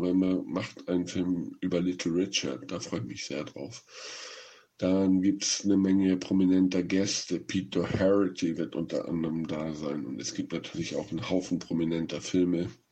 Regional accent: Northern Germany, Germany; in Norddeutschland, wo ich herkomme

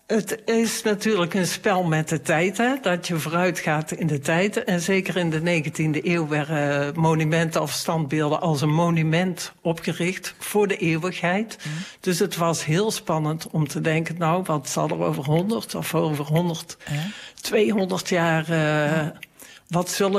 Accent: Tilburg, North Brabant, Netherlands; Daar zijn we als Tilburgers erg trots op.

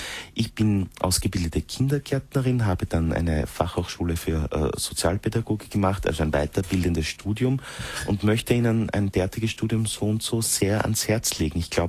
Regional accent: Styria, Austria; moved away as an adult; now in Vienna, Austria; Und in Wien, wo ich lebe seit einigen Jahren, obgleich ich nicht aus Wien bin, ich bin aus der Steiermark, in der Nähe von Mürzzuschlag geboren, bin aber eigentlich dann, wie ich auf die Fachhochschule gegangen bin, nach Wien gezogen.

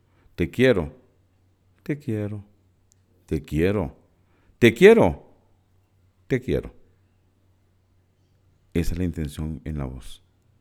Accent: Costa Rica; costarricense.

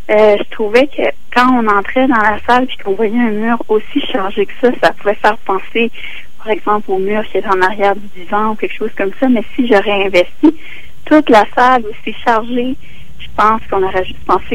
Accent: Quebec, Canada; Puis moi, c'est parce que je viens de la Gaspésie. J'ai pas la même relation au fleuve. Je viens du Sud, donc je suis la baie des Chaleurs puis tout ça.

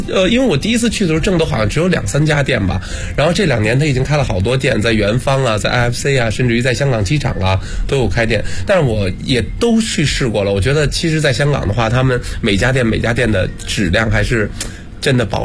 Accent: northern China, China; 当时呢，因为我是北方人嘛，就是我们也有会有喝粥的习惯。

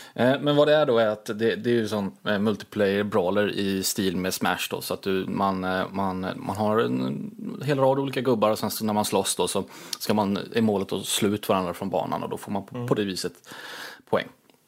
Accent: Småland, Sweden; Det är ju svårt med tanke på att jag är väldigt svensk. Ja, är svensk. Smålänning också på ovanpå det.

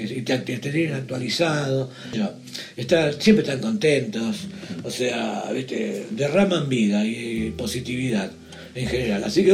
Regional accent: Argentina; Y acá, bueno, por eso digo, acá por lo menos soy argentino

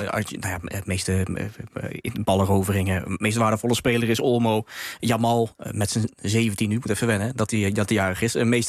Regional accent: Nijmegen, Gelderland, Netherlands; Ik kom uit Nijmegen en omgeving.

